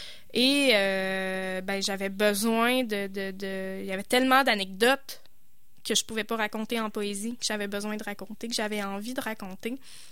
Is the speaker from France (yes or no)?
no; Quebec, Canada; je viens de la Côte-Nord, je parle cette langue-là, avec ces accents-là, ces structures de phrases-là, ces erreurs de français-là.